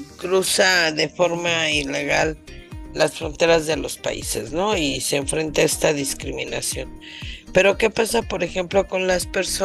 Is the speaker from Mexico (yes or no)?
yes; Mexico; Y nosotros también, como mexicanos, ¿no?